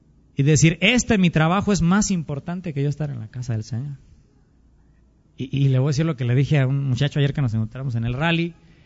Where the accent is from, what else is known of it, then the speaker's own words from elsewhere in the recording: Mexico; Si somos mexicanos, hermanos, más que otra cosa